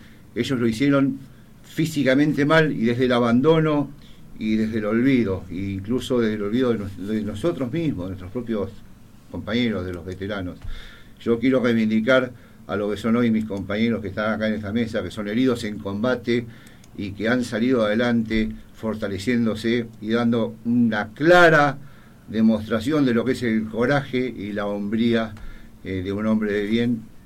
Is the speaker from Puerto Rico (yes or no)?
no; Argentina; como veterano de guerra, pero más que nada como argentino